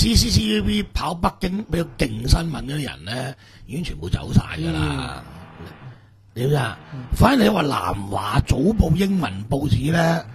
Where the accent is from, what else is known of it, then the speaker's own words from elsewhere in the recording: Hong Kong; 我哋香港人